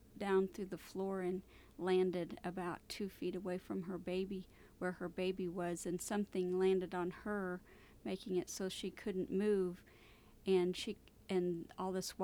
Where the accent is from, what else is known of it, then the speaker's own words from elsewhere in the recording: Joplin, Missouri, United States; I'm from Joplin, Missouri.